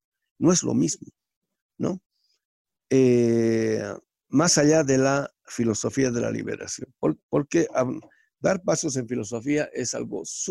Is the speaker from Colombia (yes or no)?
no; Bolivia; El hecho de que yo sea universal o crea que soy universal, soy boliviano